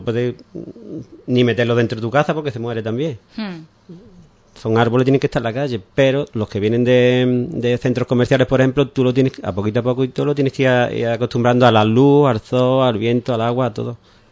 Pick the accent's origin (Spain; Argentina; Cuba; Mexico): Spain; Ubrique, Andalusia; somos gente de Ubrique y, como hemos dicho antes, de toda, prácticamente toda la provincia